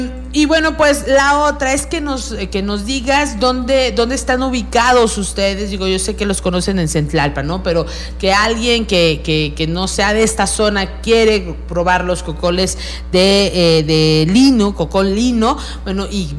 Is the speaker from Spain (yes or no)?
no; Mexico; hay que seguir recuperando estas tradiciones y seguir defendiendo nuestras tradiciones mexicanas